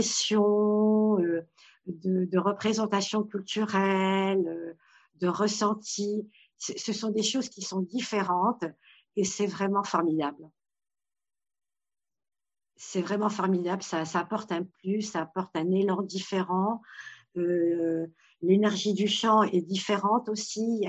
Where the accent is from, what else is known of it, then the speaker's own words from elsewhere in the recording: Paris, Île-de-France, France; born there; Je suis marocaine et mes parents le sont également. Sauf que je suis née à Paris, donc ça a été le français a été ma langue maternelle.